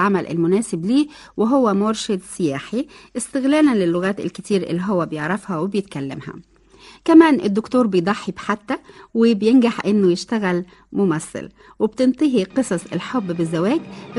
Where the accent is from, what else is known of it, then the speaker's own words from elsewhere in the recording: Egypt; عشان بلدنا مصر الغالية